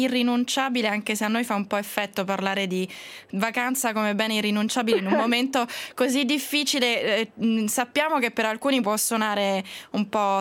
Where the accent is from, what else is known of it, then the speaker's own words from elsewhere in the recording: Rome, Lazio, Italy; io che sono romana non potevo esimermi dal dirvi questa cosa